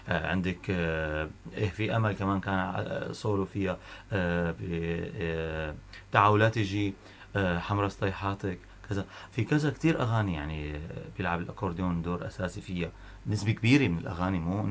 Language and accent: Arabic; Tartus, Tartus Governorate, Syria; انا يعني الى هيك وقع عندي كوني انا ابن طرطوس بالاخير